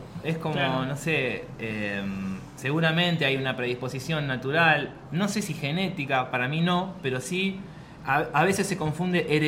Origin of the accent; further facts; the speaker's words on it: Bahía Blanca, Buenos Aires Province, Argentina; born there; now in Buenos Aires, Argentina; yo nací en Bahía Blanca. Me vine a vivir a Bernal a los 19 años.